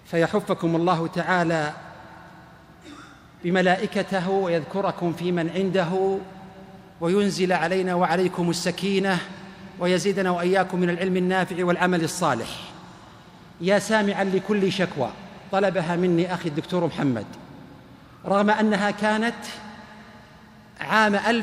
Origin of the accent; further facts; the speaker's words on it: Ar Rass, Al-Qassim, Saudi Arabia; خرجت اليوم 8:00 من الرس مدينتي، ووصلت لجدة 12:00